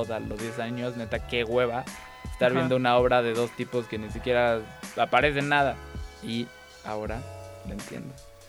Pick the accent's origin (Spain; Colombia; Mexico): Mexico; Chetumal, Quintana Roo; now in Mexico City, Mexico; desde que llegué a la Ciudad de México fui al teatro. O sea, en Chetumal te digo, nunca había teatro.